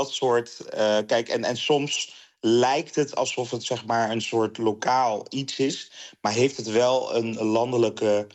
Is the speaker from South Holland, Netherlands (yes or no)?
no; Eindhoven, North Brabant, Netherlands; ik kom zelf uit Eindhoven, dus niet de Randstad.